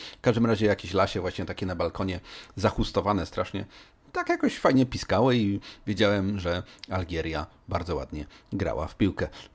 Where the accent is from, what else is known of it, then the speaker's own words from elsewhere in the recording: Poznań, Greater Poland Voivodeship, Poland; born there; w mieście, gdzie się urodziłem, czyli w Poznaniu